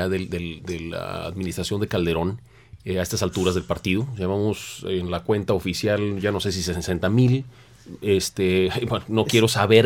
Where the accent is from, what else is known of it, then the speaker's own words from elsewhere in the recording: Tamaulipas, Mexico; Yo soy de Tamaulipas, les puedo hablar de esto con datos casi personales.